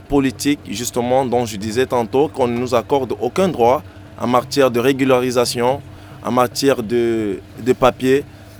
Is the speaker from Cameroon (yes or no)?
yes; Cameroon; now in Europe; Je suis originaire de l'Afrique, s'il faut le dire, et précisément du Cameroun.